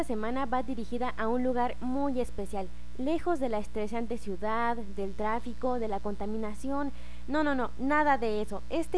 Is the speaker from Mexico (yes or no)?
yes; Mexico; nosotros como mexicanos olvidamos y que son tan importantes porque nos representa como cultura